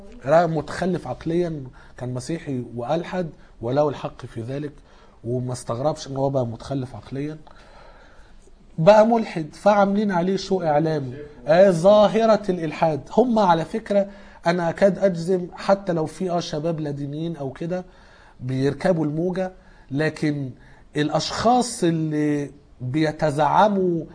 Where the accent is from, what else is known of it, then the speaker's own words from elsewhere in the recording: Egypt; يمكن الاجانب مش الناس اللي عندنا في مصر